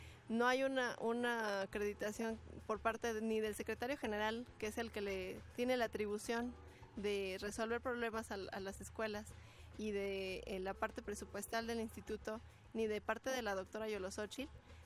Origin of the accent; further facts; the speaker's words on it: State of Mexico, Mexico; como en el caso mío, que vengo del Estado de México.